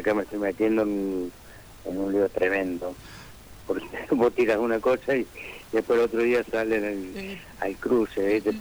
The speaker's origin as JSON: {"language": "Spanish", "town": "Villa María", "region": "Córdoba", "country": "Argentina", "tie": "born or raised there", "said": "El municipio de Villa María me hizo un hermoso homenaje."}